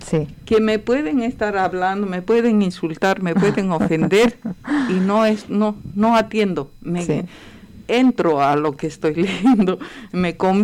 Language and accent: Spanish; Bolivia; allá hay obras de Bolivia, que soy de Bolivia